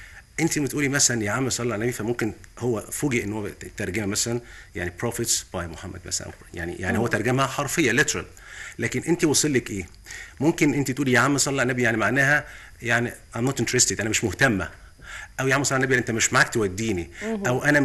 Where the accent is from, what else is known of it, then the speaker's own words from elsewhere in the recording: Egypt; الفتوه عندنا في مصر ايه؟ هل هو البلطجي؟